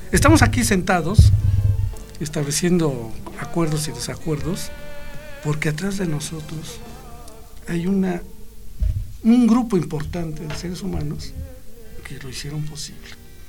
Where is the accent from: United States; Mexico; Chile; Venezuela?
Mexico; Los mexicanos nacemos a donde se nos pega la gana.